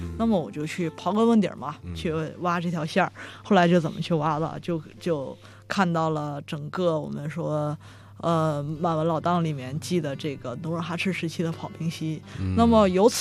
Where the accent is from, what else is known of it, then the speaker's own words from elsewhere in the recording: Northeast China, China; 我是东北人那我从小生长在这个白山黑水之间那么其实我从小就会玩一些冰上或雪上的项目那么后来又学了历史专业